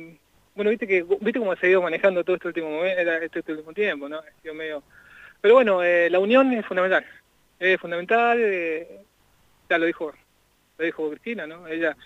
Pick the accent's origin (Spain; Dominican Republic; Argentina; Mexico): Argentina; Zapala, Neuquén; También de Zapala, venimos acá al acto de Cristina.